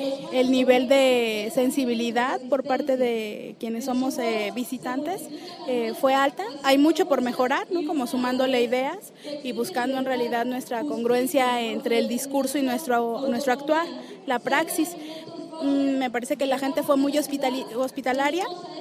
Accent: Puebla, Mexico; vengo de la Mixteca Poblana

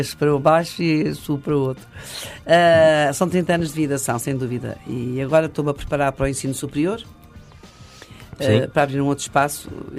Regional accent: Angola; como dizemos em África, que eu sou de Angola

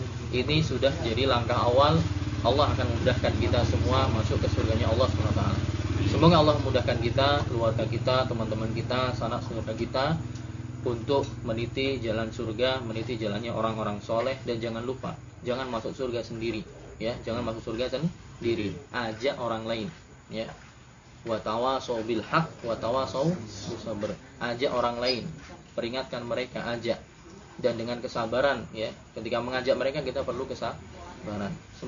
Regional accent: Indonesia; born there; alhamdulillah saya lahir di Indonesia

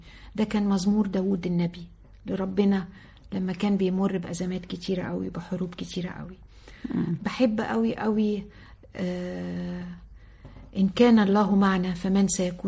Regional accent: Sohag, Sohag Governorate, Egypt; أنا من سوهاج وبفتخر إن أنا من سوهاج. أمي من سوهاج وأبويا من أليوب … واحد القطرين

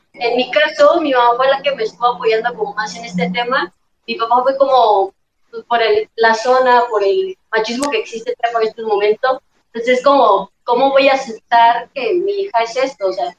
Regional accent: Cuetzalan, Puebla, Mexico; soy de aquí de Cuetzalan.

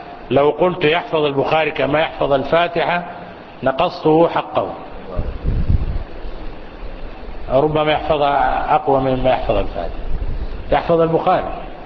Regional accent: Sudan; للمؤلف تلاميذ متوافرون عندنا في السودان

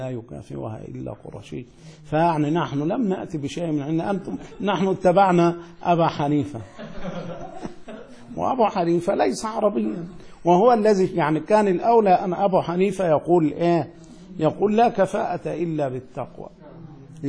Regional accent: Egypt; أنت قزقي وأنا مصري

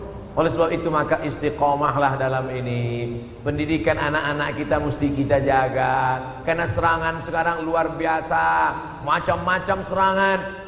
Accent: Riau, Indonesia; Saya dari Riau, sampai.

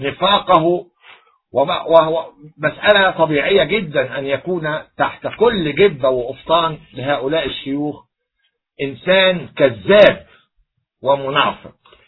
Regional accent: Egypt; كمصري أولا وكقبطي ثانيا وكمسيحي ثالثا

